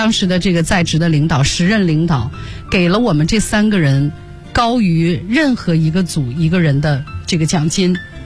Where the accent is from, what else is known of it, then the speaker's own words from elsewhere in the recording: Shanxi, China; 因为我就是当地人，我当时在山西